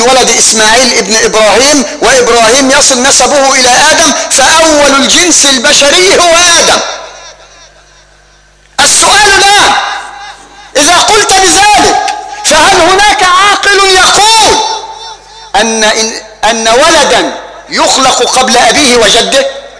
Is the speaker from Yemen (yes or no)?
no; Egypt; بل وصل الأمر حتى لا نبتعد ويطول بنا الأمر إلى بلدنا مصر